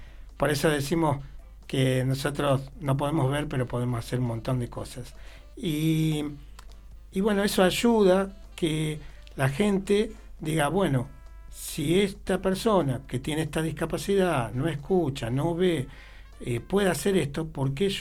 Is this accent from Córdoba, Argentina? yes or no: yes; Huinca Renancó, Córdoba, Argentina; yo soy cordobés, del sur de Córdoba, de una ciudad chica que se llama Huinca Renancó